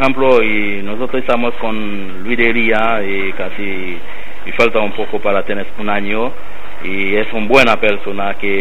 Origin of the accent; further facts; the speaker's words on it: Haiti; Spanish is a second language; es mi país, la verdad, pero puede ir a visitar en mi país, pero no vas a quedar en Haití